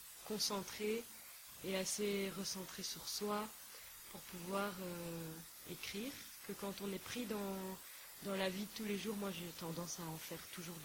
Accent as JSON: {"language": "French", "country": "Belgium", "said": "Il faut dire que chez nous, en Belgique, il pleut beaucoup."}